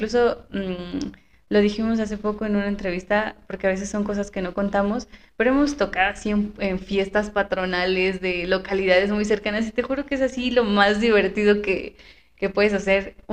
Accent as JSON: {"language": "Spanish", "town": "Zinacantepec", "region": "State of Mexico", "country": "Mexico", "said": "Pero pues no, o sea, nosotros somos de Sinacantepec, de San Luis Mextepec, muy, muy"}